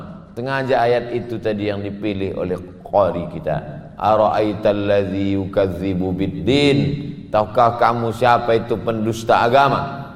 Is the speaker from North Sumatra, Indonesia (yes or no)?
no; Pekanbaru, Riau, Indonesia; Saya dari Pekanbaru ikut bersama sahabat-sahabat Paskas menyerahkan foto, video, kami share.